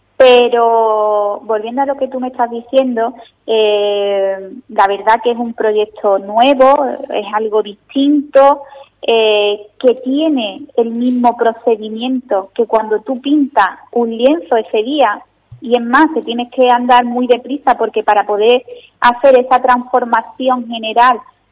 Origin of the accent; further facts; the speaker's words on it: Ubrique, Andalusia, Spain; espero tener próximamente la oportunidad de que todos los ubriqueños puedan verlo aquí en mi pueblo.